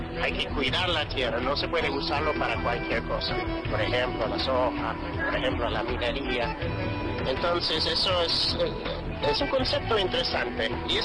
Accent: Ireland; Spanish is a second language; yo soy irlandés. Entonces, nosotros somos indígenas en nuestro propio país, pero yo no soy indígena aquí.

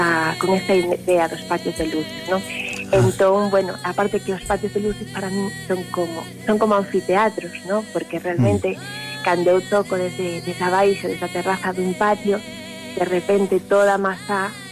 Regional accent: Vigo, Galicia, Spain; eu sempre digo, son unha viguesa de aldea.

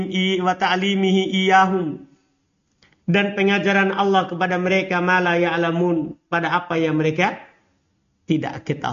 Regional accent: East Nusa Tenggara, Indonesia; Tidak perlu kita malu mengaku saya orang Flores.

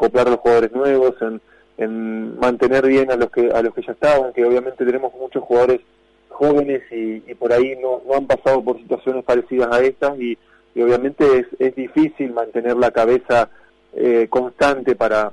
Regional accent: Argentina; nos gusta verlo y somos argentinos, es realmente admirable

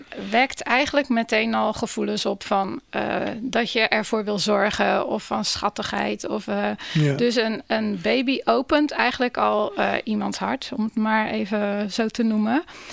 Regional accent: Rotterdam, South Holland, Netherlands; Ik ben daar heel blij mee als Rotterdammer.

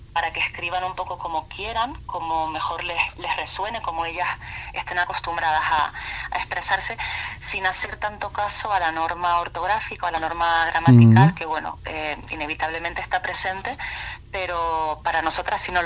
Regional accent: Tenerife, Canary Islands, Spain; yo soy de Tenerife.

